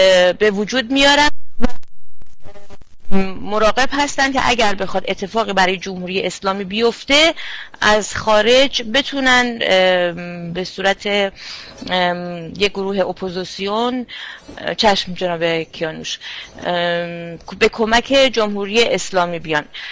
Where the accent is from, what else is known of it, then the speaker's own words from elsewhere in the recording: Iran; من شخصا فکر نمی کنم به عنوان یک ایرانی